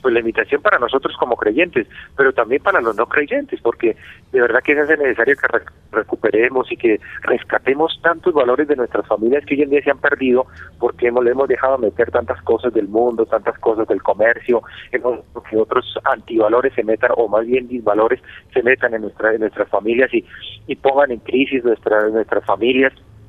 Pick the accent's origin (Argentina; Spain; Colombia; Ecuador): Colombia; Cundinamarca; como cundinamarqueses y como colombianos, pues redescubramos el espíritu de la Navidad